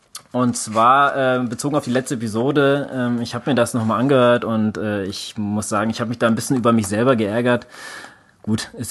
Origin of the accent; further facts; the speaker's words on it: Central Germany, Germany; wir kommen jetzt aus Mitte Deutschland